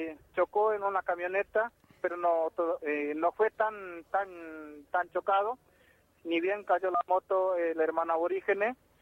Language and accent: Spanish; Argentina; Acá somos argentinos, somos indios, somos Toba, Iñacom, pero también somos ciudadanos de esta querida patria argentina.